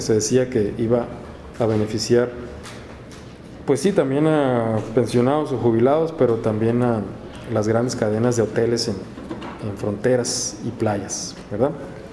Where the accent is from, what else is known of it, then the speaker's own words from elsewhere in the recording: Mexicali, Baja California, Mexico; De Mexicali también, yo soy oriundo de Mexicali, ¿no?